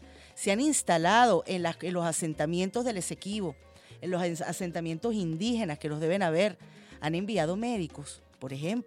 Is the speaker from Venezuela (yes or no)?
yes; Venezuela